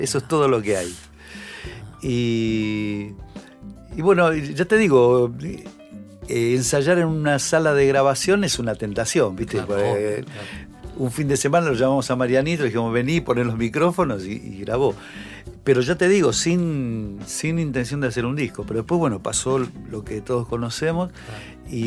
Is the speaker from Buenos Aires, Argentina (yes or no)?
yes; Buenos Aires, Argentina; No era Bajo Belgrano, era casi el límite de Belgrano Núñez, ¿viste?